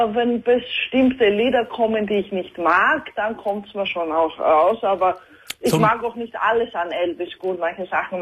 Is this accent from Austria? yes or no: yes; Austria; also born or lived in Greece; ich bin halbe Österreicherin und halbe Griechin.